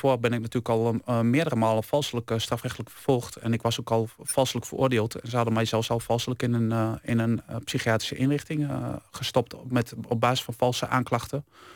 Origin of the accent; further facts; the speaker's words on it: Winterswijk, Gelderland, Netherlands; Ik kom uit Winterswijk.